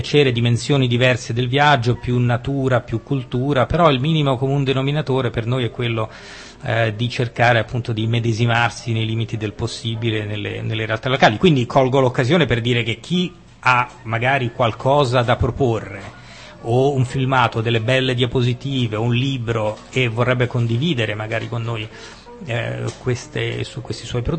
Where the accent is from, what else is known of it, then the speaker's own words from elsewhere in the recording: Rome, Lazio, Italy; essendo romano ed avendo vissuto molti anni all'estero